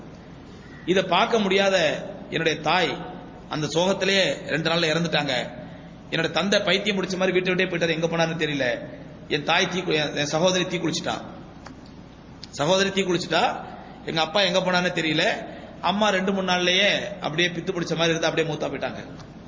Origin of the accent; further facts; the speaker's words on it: Tamil Nadu, India; நான் இந்தியா. இந்தியால எங்க? நான் சொன்னேன் சவுத் இந்தியா. சவுத் இந்தியால எங்க? தமிழ்நாடு.